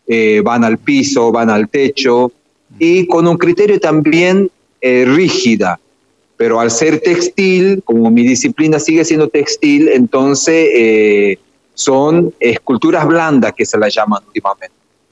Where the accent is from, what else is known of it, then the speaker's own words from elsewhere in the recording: Argentina; cuando el lugar donde nacimos, allá en los Valles Cachaquíes, uno aprende, digamos, oralmente.